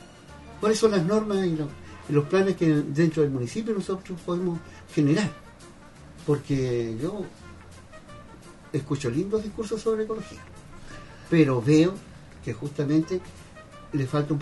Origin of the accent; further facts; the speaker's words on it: Chile; tenemos que tomar un acuerdo como chilenos